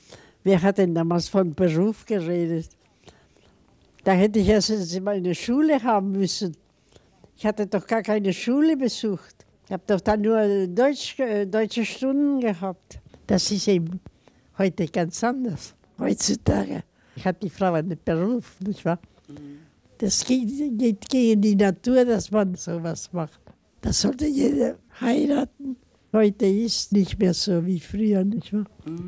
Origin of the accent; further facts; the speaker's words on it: Iquique, Tarapacá, Chile; In Chile, wo ich geboren bin, hatten wir ein großes Haus. Aber nachher haben wir ja hauptsächlich in Iquique gelebt. In der Salpeterstadt von Chile.